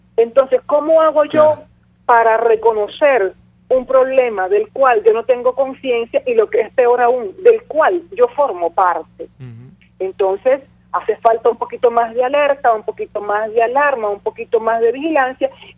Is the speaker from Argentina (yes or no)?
no; Venezuela; yo como ciudadana venezolana, porque yo no me siento ni me considero pueblo, yo me considero ciudadana venezolana, opositora